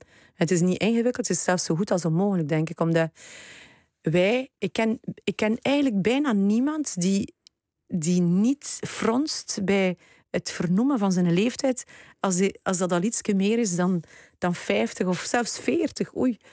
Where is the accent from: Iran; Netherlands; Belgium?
Belgium; Wetteren, East Flanders; Ik ben opgegroeid in Wetteren. Dat gaat niemand kennen in Nederland.